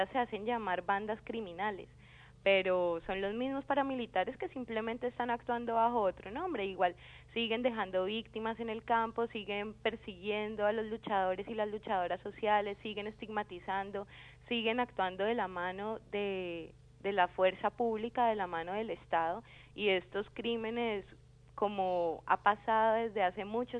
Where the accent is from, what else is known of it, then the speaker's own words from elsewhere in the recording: Colombia; que tenemos en este momento como pueblo colombiano.